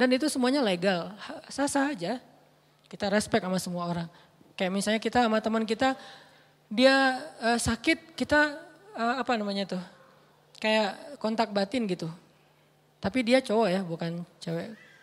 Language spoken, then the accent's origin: Indonesian; Aceh, Indonesia; Kenapa kamu bantu pas gempa di Aceh? Itu kampung saya. Emangnya yang gempa di Aceh doang? Ya gak masalah, tapi itu kampung saya gitu.